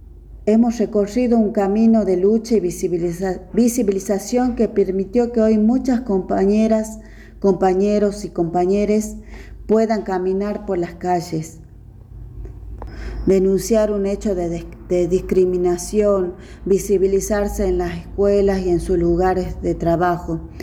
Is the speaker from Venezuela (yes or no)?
no; Salta, Argentina; soy una india de Aguita lesbiana marimacha, he nacido y vivo en el territorio de Salta